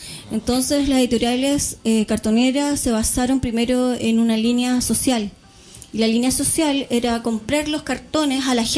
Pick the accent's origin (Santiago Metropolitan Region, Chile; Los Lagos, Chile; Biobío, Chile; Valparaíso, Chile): Los Lagos, Chile; Puerto Montt; nosotros, si bien somos de Puerto Montt